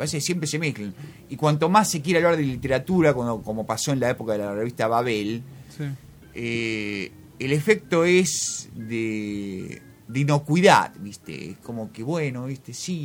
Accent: Argentina; como soy un escritor argentino

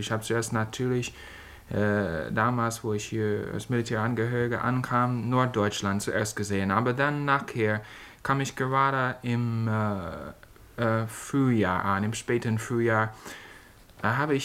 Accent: United States; German is a second language; als Amerikaner gesehen, man muss das immer wieder bewundern.

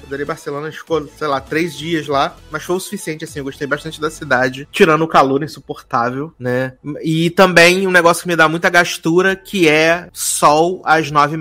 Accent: Rio de Janeiro, Brazil; morei lá, morei em São Paulo. Falei, ah, sou do Rio de Janeiro

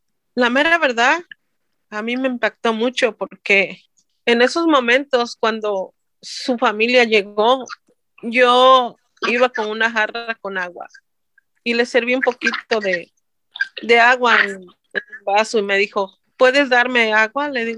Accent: Guerrero, Mexico; now in Costa Mesa, United States; Soy mexicana del estado de Guerrero y tengo 25 años de vivir en el estado de aquí de California. Vivo en la ciudad de Costa Mesa

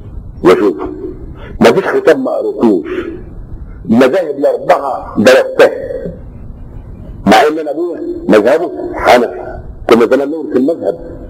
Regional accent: Upper Egypt, Egypt; عندنا في الصعيد نقول ايه بيصيف، يصيف يعني ايه؟

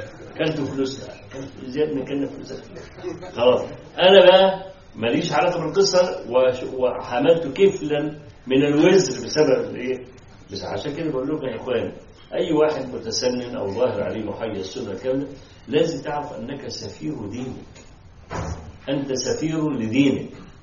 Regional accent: Egypt; ما حصلت مشكله توظيف الاموال عندنا في مصر

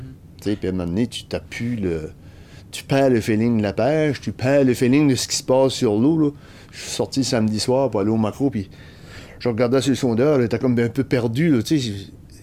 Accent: Quebec, Canada; Moi, je suis acadien, t'as des premiers arrivants.

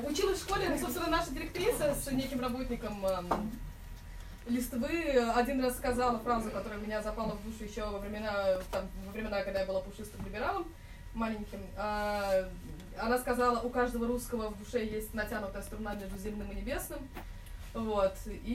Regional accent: Moscow, Russia; Родилась, выросла в Москве, родилась на Соколе, в Савеловском районе. Вот. А фамилия у меня белорусская, папа наполовину белорус, ну, с Беларуси. Вот, наполовину из Омска, старобрядцы Поморы.

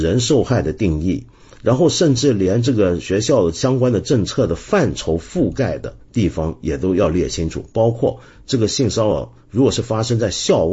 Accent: Hong Kong; 我平常批评最猛几十年来都是我自己的城市，我的老家香港

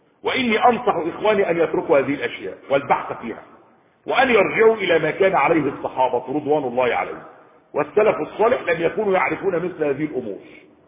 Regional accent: Egypt; يعني بلده مش عندنا في مصر

